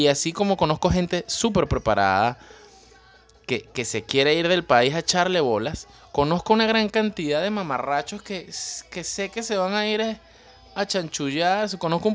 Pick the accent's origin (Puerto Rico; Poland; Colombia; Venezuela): Venezuela; A veces me da vergüenza decir que soy venezolano, de verdad, les digo.